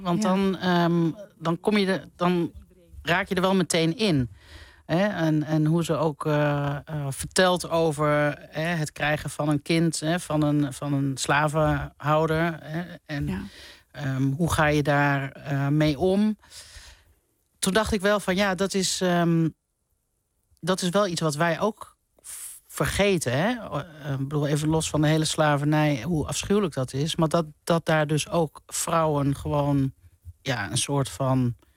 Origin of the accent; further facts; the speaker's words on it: Netherlands; Ik vind niet dat wij als Nederlanders excuses moeten aanbieden.